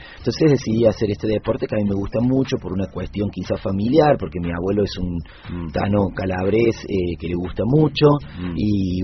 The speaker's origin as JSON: {"language": "Spanish", "region": "Córdoba", "country": "Argentina", "said": "Soy cordobés, mi esposa es catamarqueña."}